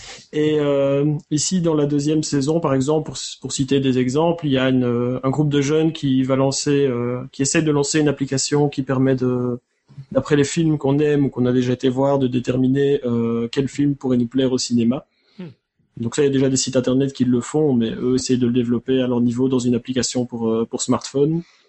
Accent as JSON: {"language": "French", "country": "Belgium", "accent": "Belgian", "said": "Sinon, moi, je viens de Belgique. Ça s'entend peut-être avec l'accent"}